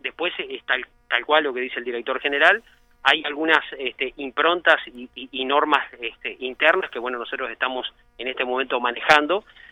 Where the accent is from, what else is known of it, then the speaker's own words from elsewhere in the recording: San Carlos, Maldonado, Uruguay; born there; also born or lived in Garzón; yo, si bien soy nacido en San Carlos, viví mucho tiempo en Garzón